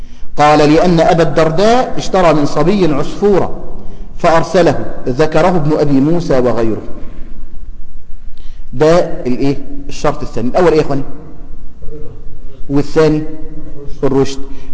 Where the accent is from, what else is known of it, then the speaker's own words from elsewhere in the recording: Egypt; الفصال عندنا في مصر